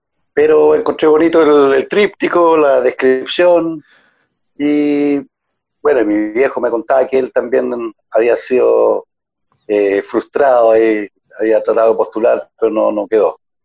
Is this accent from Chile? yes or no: yes; Puerto Montt, Los Lagos, Chile; Yo vivo en Puerto Montt, ya es que es mi ciudad natal. Yo soy de acá de la zona y me quedé viviendo acá en Puerto Montt después que regresé, digamos, de Talcahuano.